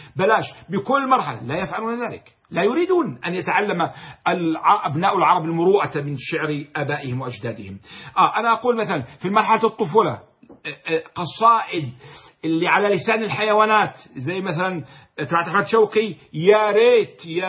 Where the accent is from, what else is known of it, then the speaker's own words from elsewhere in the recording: Jordan; أنا كأردني ربما لا أفهم النبط الذي يقوله أهل الحجاز مثلا أو أهل السعودية